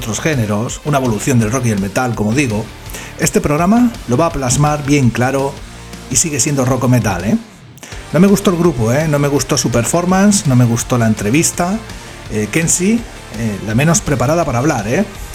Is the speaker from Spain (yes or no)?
yes; Benidorm, Valencian Community, Spain; Y yo, aparte de que soy de Benidorm, esto me pilla de cerca.